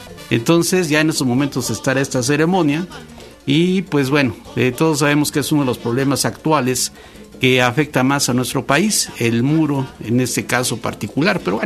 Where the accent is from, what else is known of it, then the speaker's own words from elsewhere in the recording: Mexico; ojalá pudiéramos quemar nosotros, como país, como sociedad mexicana